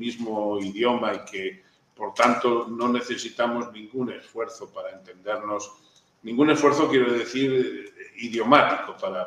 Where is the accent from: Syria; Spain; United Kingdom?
Spain; Yo, como español, me niego a que me lleven al matadero